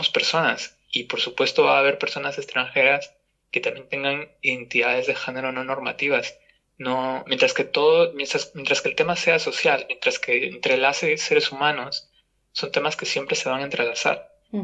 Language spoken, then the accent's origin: Spanish; Peru; born there; moved away; como te mencioné antes, yo de hecho nací en Perú, ¿no?